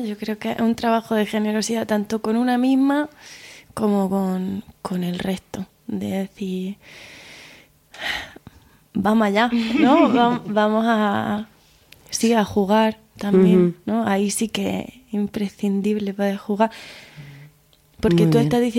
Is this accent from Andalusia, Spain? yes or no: yes; Andalusia, Spain; vengo de un pueblo de Almería chiquitillo donde ahí te la pelea o te la pelea